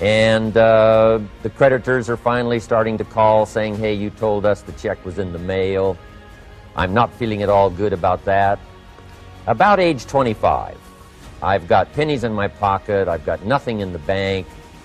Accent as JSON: {"language": "English", "region": "Idaho", "country": "United States", "tie": "born or raised there", "said": "I grew up in Idaho, farm country. My father still lives on the old homestead where I grew up, southwestern Idaho."}